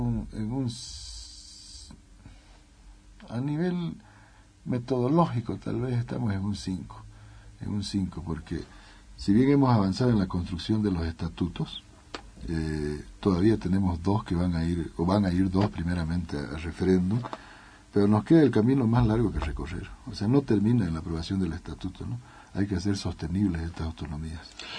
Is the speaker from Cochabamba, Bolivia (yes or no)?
no; Charagua, Santa Cruz, Bolivia; Yo soy charagüeño, soy del norte, de la Charagua Norte. Estoy involucrado ahí en el proceso.